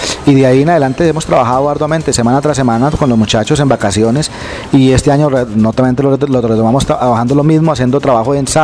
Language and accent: Spanish; Agua de Dios, Cundinamarca, Colombia; soy el director de la banda municipal de La Mesa Cundinamarca. Soy oriundo de Agua de Dios, nací el 21 de octubre de 1968.